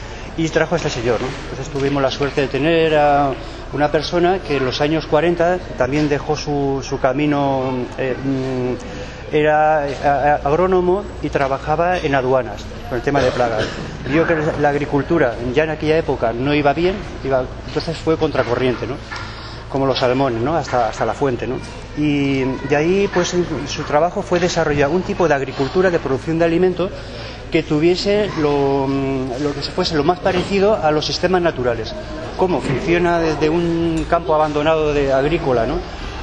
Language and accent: Spanish; Balearic Islands, Spain; vengo de Mallorca